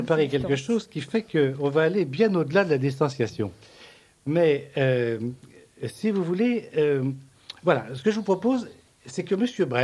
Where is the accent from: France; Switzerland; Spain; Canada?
Spain; je suis un Espagnol pur race, c'est-à-dire que je suis un pur bâtard.